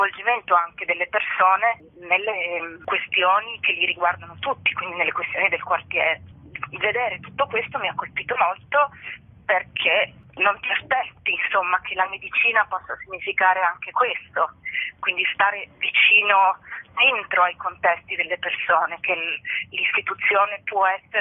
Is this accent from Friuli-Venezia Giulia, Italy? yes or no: yes; Trieste, Friuli-Venezia Giulia, Italy; Io sono triestina, vivo a Trieste